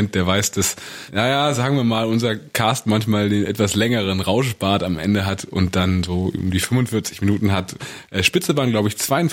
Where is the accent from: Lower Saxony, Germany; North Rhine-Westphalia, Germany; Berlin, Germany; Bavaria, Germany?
Berlin, Germany; now in Hamburg, Germany; Erstmal Ossi und dann Berliner.